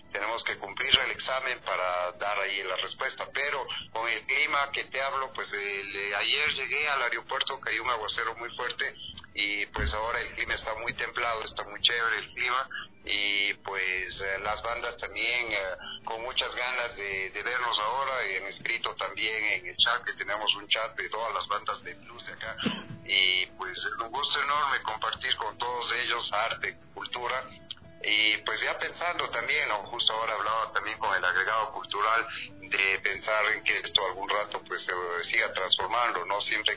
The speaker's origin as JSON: {"language": "Spanish", "country": "Ecuador", "said": "Realmente es un honor para mí como ecuatoriano, sabiendo muy bien que este país tiene esa riqueza cultural tan grande"}